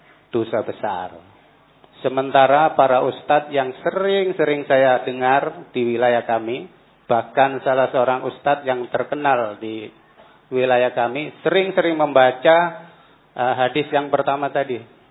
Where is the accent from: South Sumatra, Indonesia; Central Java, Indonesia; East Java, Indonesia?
East Java, Indonesia; Mojokerto; moved away; Walaupun aslinya saya memang orang Jawa Timur, Kabupaten Mojokerto, Kecamatan Ngoro Industri. Tetapi kehidupan saya ini sudah 34 tahun di daerah Sulawesi Utara.